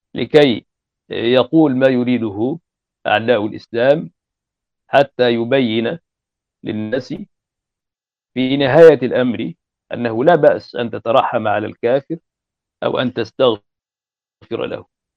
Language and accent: Arabic; Egypt; يعني هذا مثل عندنا في مصر شائع